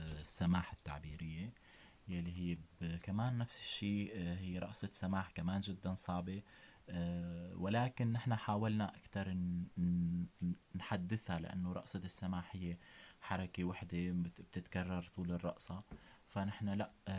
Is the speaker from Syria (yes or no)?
yes; Syria; يعني كونه كنت في دمشق درست بالشام بالمعهد العالي كونه أنا ابن سوريا